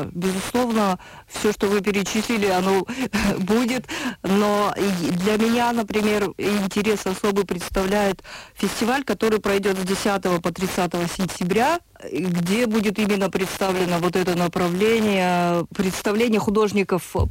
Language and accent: Russian; Karaganda, Karaganda Region, Kazakhstan; Например, конкретно город Караганда, откуда я родом, например, является таким сплавом, таким пересечением очень многих культур